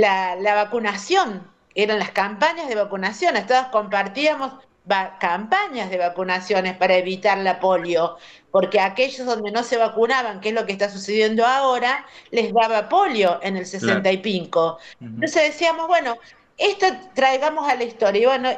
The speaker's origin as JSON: {"language": "Spanish", "region": "Córdoba", "country": "Argentina", "said": "de Córdoba."}